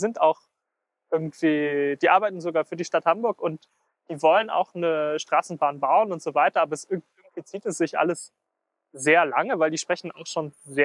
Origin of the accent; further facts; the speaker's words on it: Luxembourg; now in Germany; ich bin aus Luxemburg und seitdem ich hier bin, das sind jetzt 4,5 Jahre